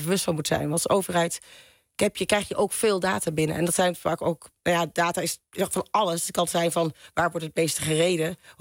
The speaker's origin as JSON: {"language": "Dutch", "region": "North Holland", "country": "Netherlands", "said": "Ja, ik ben ook een Noord-Hollander."}